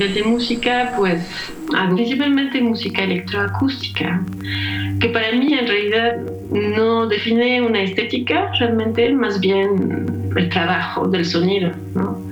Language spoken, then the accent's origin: Spanish; France; Spanish is a second language; moved away as an adult; now in Mexico; yo soy francesa, he vivido en Francia básicamente toda mi vida. Y pues por cuestiones personales, hace 17 años vine a vivir a México.